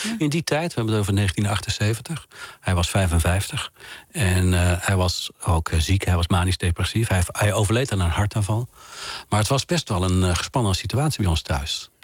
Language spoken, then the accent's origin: Dutch; Oisterwijk, North Brabant, Netherlands; ik zie me nu weer zitten met dit geluid op de voorzolder bij ons thuis in Brabant, in Oosterwijk.